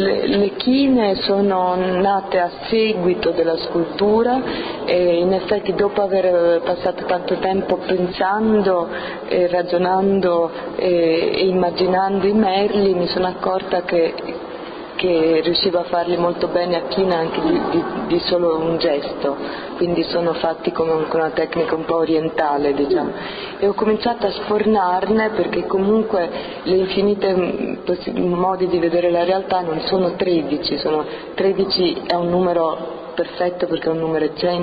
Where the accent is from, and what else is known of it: Rome, Lazio, Italy; born there